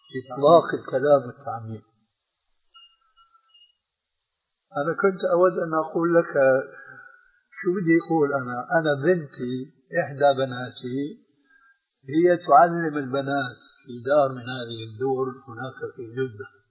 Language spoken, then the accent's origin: Arabic; Damascus, Damascus Governorate, Syria; الآن أنت تعرف نوعا من هذه الفتيات التي يسمين عندنا في دمشق